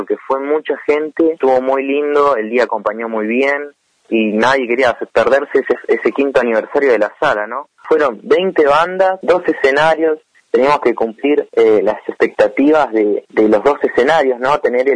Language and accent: Spanish; Bariloche, Río Negro, Argentina; Yo soy pianista, compositor de Bariloche acá, y acá tengo 21 años.